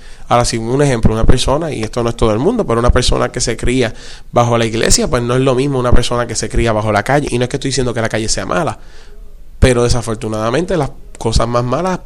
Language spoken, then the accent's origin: Spanish; Rincón, Puerto Rico; yo soy de Rincón. Rincón es un pueblo bien pacífico.